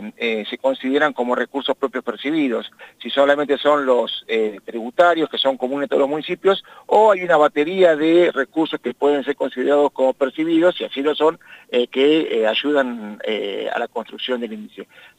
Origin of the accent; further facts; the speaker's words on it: Argentina; somos así, somos argentinos.